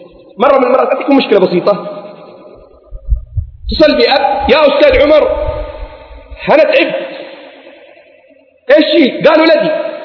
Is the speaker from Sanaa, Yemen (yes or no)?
no; Mukalla, Hadhramaut, Yemen; born there; خريج المعهد العالي للتوجيه والإرشاد، من مواليد المكلا، الأصل من حضرة من دوعن،